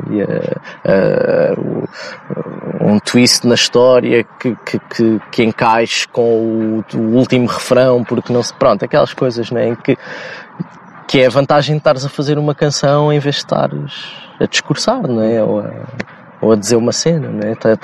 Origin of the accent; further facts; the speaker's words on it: Lisbon, Portugal; accent: Lisbon suburban; com a nossa pronúncia que, e com a pronúncia de um lisboeta do subúrbio em que na prática falamos pá, praticamente só com consoantes